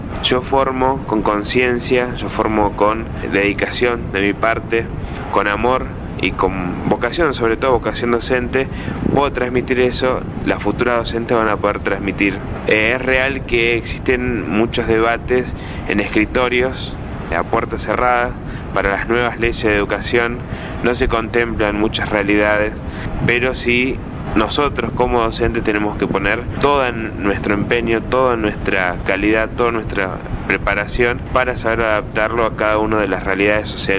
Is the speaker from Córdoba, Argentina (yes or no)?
yes; Balnearia, Córdoba, Argentina; el pueblo de Balnearia, que es donde somos originarios nosotros, sino los pueblos aledaños